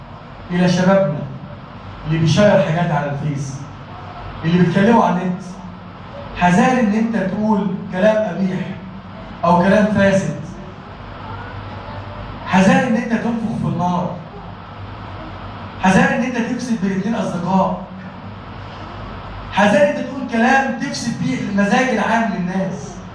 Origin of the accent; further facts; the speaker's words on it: Egypt; اجعل بلدنا مصر بلدا آمنا وسائر بلاد المسلمين يا رب العالمين